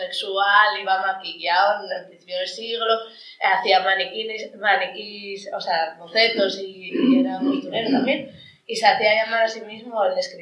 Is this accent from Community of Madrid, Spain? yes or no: no; Arriondas, Asturias, Spain; un personaje de mi infancia en Arriondas